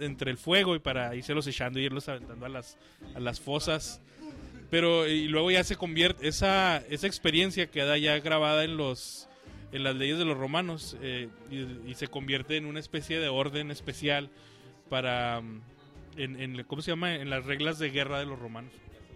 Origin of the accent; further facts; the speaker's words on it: Mexico; Como buen mexicano